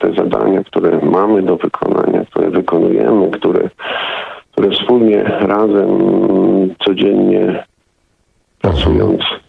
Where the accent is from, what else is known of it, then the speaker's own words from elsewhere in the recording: Wałbrzych, Lower Silesian Voivodeship, Poland; pochodzę z Wałbrzycha, który przechodzi pewną przemianę dosyć mocną z miejsca, które było bardzo, bardzo zaniedbane, biedne.